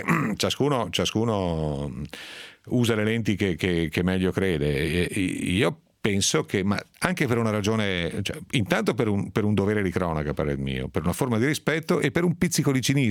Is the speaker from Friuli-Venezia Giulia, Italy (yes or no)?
no; Piedmont, Italy; esagerumalen, si dice dalle mie parti in Piemonte.